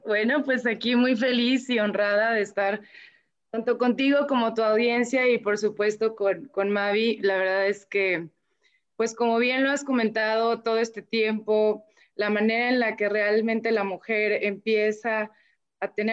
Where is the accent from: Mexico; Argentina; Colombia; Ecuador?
Mexico; yo hablo de manera muy personal aquí en mi país donde vivo, que es México